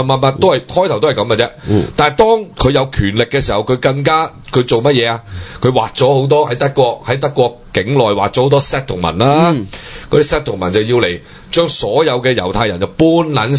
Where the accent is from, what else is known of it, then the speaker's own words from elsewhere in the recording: Hong Kong; 冇我哋香港人當年點樣救濟你乜乜啊？